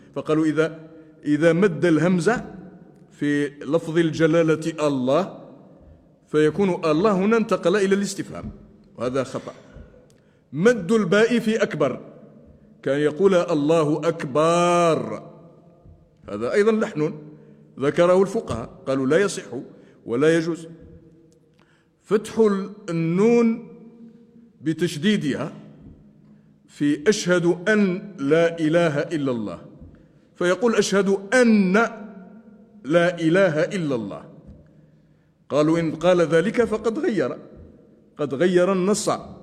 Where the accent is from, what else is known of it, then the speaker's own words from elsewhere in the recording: Laghouat, Laghouat Province, Algeria; حتى علماء بلدتنا الأغواط كانوا يفعلون هذا